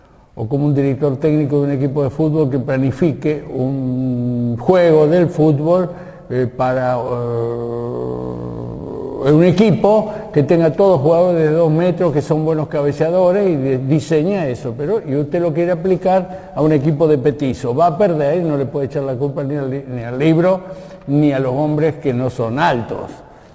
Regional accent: Argentina; somos argentinos y somos católicos.

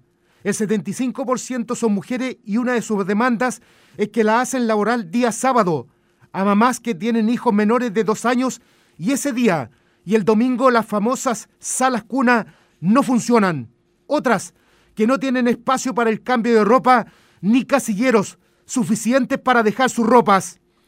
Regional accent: Linares, Maule, Chile; born there; a la región del Maule, allá en el zona sur, donde yo nací, por supuesto, en Linares, que nunca me olvido, uh-huh, siempre voy para allá.

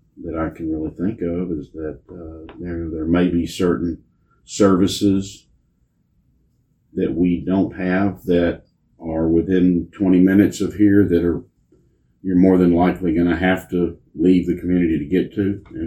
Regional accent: Navasota, Texas, United States; also born or lived in Houston; My grandparents lived here, and I was born in Houston. My dad was working out of town at the time. He ended up coming back to Navasota when I was about three, so pretty much been here all my life.

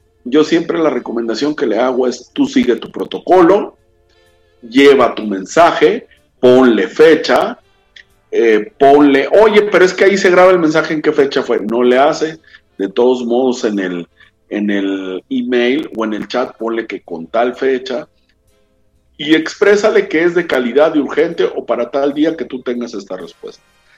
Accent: Mexico; ninguno de nosotros, como buenos mexicanos, no leemos ni los protocolos ni los manuales y no los seguimos.

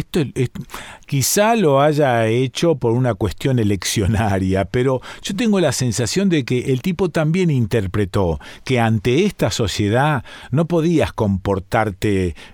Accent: Argentina; A la luz de cómo somos los argentinos

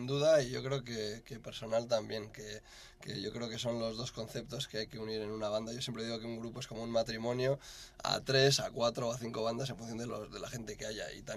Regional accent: Bilbao, Basque Country, Spain; also born or lived in Barcelona / England / United States; now in Madrid, Spain; yo soy de Bilbao, pero llevo ya varios años en plan vasco errante. Primero en Madrid, en Barcelona, estoy viviendo en Inglaterra, en Estados Unidos. Y bueno, hace ya 2 años y pico aterricé de vuelta en Madrid.

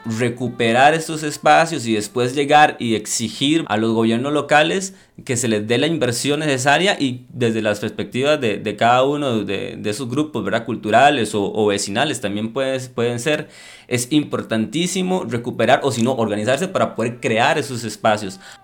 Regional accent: La Unión, Cartago, Costa Rica; soy del Cantón de La Unión, trabajo en la Municipalidad de La Unión como regidor del Consejo Municipal.

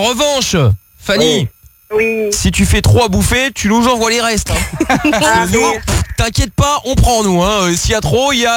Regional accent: Portugal; Parfait, mais je suis portugais, j'aime bien la sardine.

